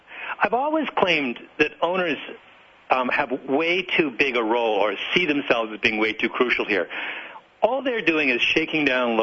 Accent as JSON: {"language": "English", "country": "Canada", "said": "I'll say what I always say, which is I'm Canadian"}